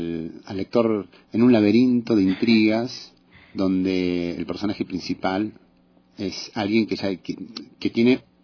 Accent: Buenos Aires, Argentina; Yo soy de Buenos Aires.

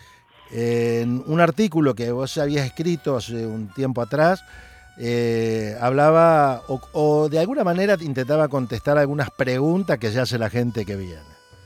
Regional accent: Santa Fe, Argentina; Para nosotros es porteña, nosotros somos de Santa Fe, y le decimos porteño a los nacidos en Capital Federal.

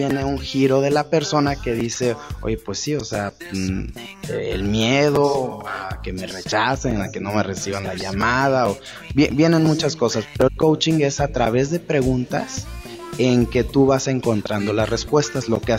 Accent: Irapuato, Guanajuato, Mexico; Yo soy originario de Irapuato

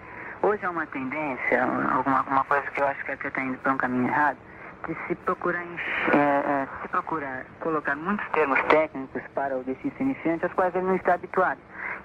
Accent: Santos, São Paulo, Brazil; 20 anos, de Santos, São Paulo, dexista já há quase 6 anos.

